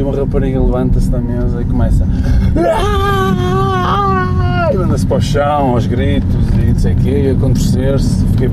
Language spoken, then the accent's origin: Portuguese; Marco de Canaveses, Porto, Portugal; É no Mar de Canaveses. Onde eu cresci.